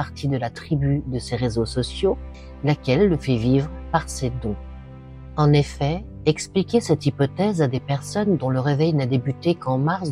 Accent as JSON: {"language": "French", "country": "France", "said": "que ce soit aux States, ou chez nous en France, ou encore en Belgique"}